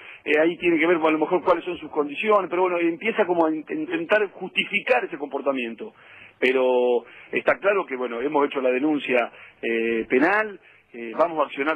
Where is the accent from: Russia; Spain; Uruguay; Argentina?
Argentina; el Estado Nacional, que somos todos los argentinos